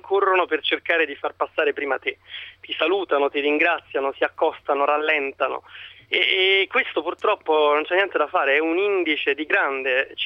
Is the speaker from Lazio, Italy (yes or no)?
yes; Rome, Lazio, Italy; now in Lugano, Switzerland